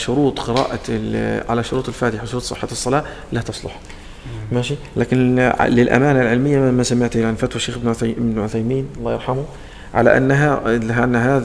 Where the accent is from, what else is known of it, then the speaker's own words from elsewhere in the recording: Egypt; عندنا في مصر الضاء تنطق ظاء لا نخرج فيها اللسان